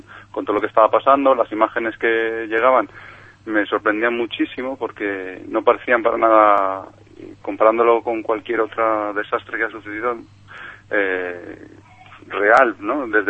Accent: Madrid, Community of Madrid, Spain; Soy de aquí, del puritito centro de Madrid.

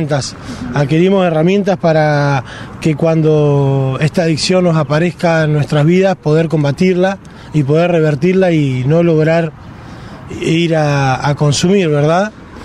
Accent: Cipolletti, Río Negro, Argentina; Soy de Cipolletti, tengo 36 años, tengo dos hijos

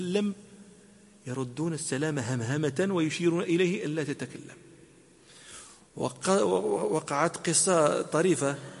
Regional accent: Morocco; حتى لا نتهم بأننا ننسب الفضائل أنا مغربي

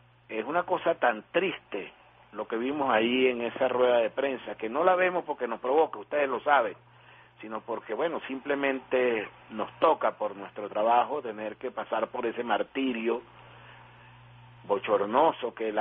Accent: Venezuela; porque me da mucha vergüenza como venezolano que ellos tengan ese líder.

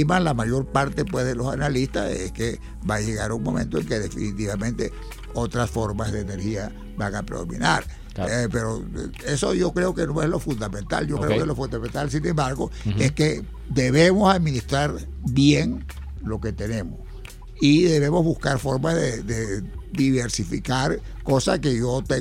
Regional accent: Monte Carmelo, Trujillo, Venezuela; moved away; yo soy de origen rural.

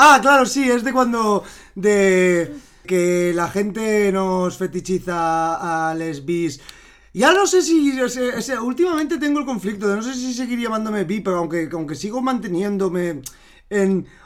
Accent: Valencian Community, Spain; Aquí como somos valencianas no pasa nada, porque hacemos una distinción bien clara de la B y la V.

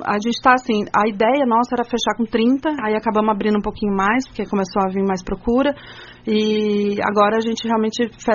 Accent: São Paulo, Brazil; Eu e a Jéssica somos de São Paulo

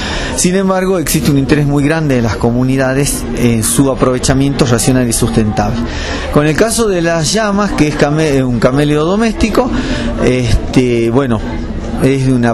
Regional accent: Jujuy, Argentina; yo soy jujeño y trabajo en el INTA de Abra Pampa

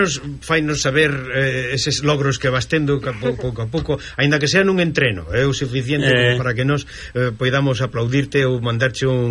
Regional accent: Galicia, Spain; que nos como galegos queremos gabarnos

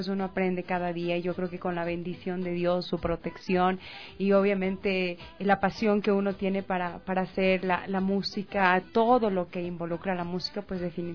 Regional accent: Latacunga, Cotopaxi, Ecuador; now in Quito, Ecuador; No, sabes que yo soy de Cotopaxi, de la ciudad de Latacunga, la tierra de los mashcas. Yo vivo en Quito prácticamente, ¿qué te puedo decir? Unos 6, 7 años

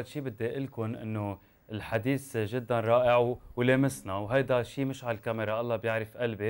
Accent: Lebanon; now in Canada; وقتها تركنا بايام الحرب وسافرت، وتركت بلدي عم ببكي

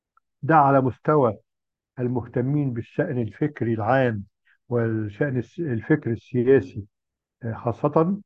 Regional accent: Egypt; الحيرة اللي إحنا كمصريين كنا دايماً بنواجهها

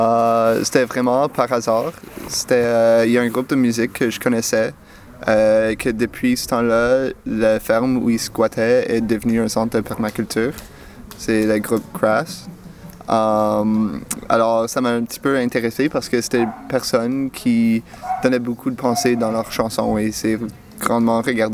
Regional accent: Quebec, Canada; now in Belgium; Alors, comment je suis venu en Belgique du Québec? C'est un petit peu par hasard.

